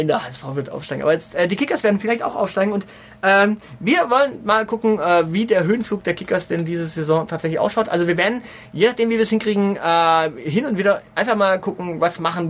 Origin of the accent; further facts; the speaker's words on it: Baden-Württemberg, Germany; Denn ich bin aus Baden-Württemberg